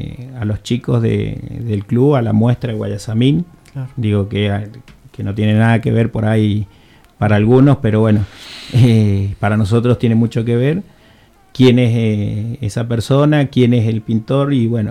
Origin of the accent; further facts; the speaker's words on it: Guaymallén, Mendoza, Argentina; sí, somos todos de Guaymallén, vecinos